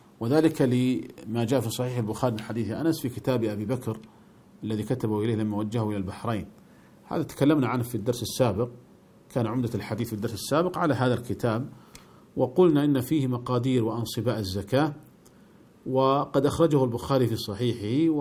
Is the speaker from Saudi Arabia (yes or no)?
yes; Saudi Arabia; فمثلا عندنا في المملكة العربية السعودية كان الريال يكتب عليه قديما